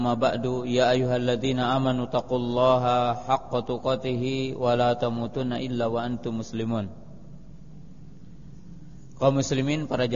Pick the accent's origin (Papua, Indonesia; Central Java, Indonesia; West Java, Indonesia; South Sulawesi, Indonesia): West Java, Indonesia; Lakob itu dalam bahasa kita orang Jawa Barat lanihan